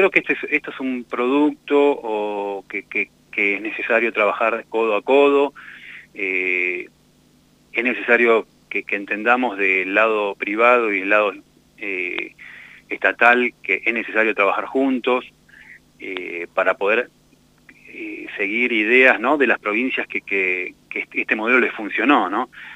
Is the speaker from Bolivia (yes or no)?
no; Mendoza, Argentina; moved away; Yo vengo de Mendoza, de la tierra también del vino